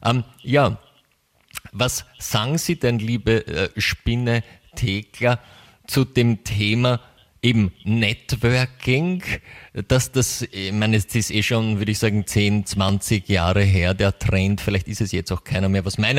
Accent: United States; das kann sogar ich als Amerikaner

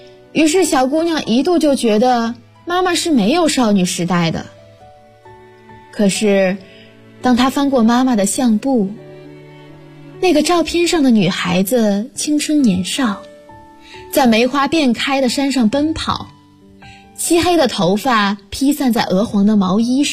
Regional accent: Huanggang, Hubei, China; now in Nanjing, China; 来自湖北黄冈，我在南京大学，距离我的家乡600公里。

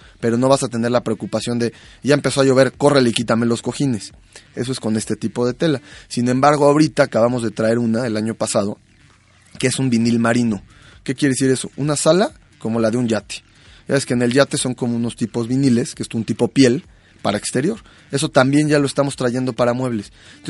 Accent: Mexico; a nuestro punto de vista como mexicano, porque en México nos gusta la madera como limpia

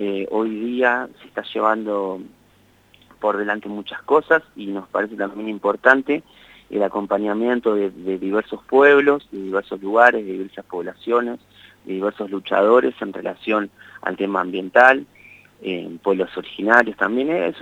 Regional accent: Argentina; ¿De nosotros como país, como Argentina?

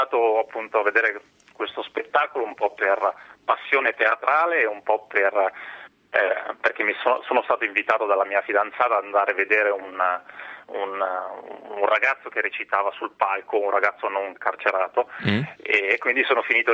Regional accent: Solaro, Lombardy, Italy; È il mio paese, esatto.

